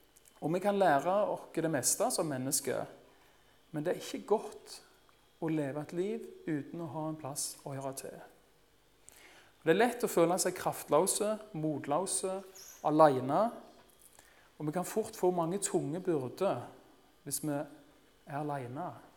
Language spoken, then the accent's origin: Norwegian; Rogaland, Norway; En dag så var det en kamerat som kom kjørende opp grusveien på Rogland, der jeg vokste opp.